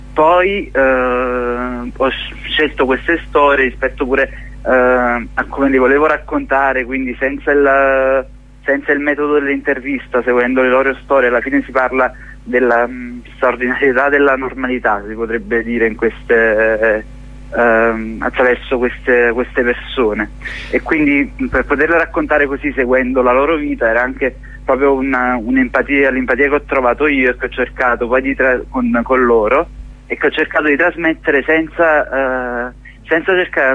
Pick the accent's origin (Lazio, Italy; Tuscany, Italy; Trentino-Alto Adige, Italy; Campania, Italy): Campania, Italy; Naples; io pure sono napoletano